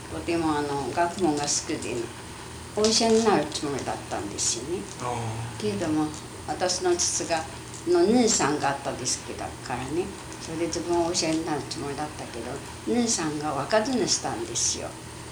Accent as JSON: {"language": "Japanese", "region": "Shimane", "country": "Japan", "tie": "born there", "said": "私は島根県のね。"}